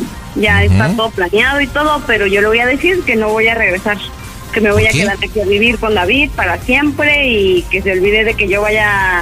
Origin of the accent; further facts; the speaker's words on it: Huixquilucan, State of Mexico, Mexico; now in Puerto Escondido, Mexico; No, soy originaria de Huixquilucan, Estado de México.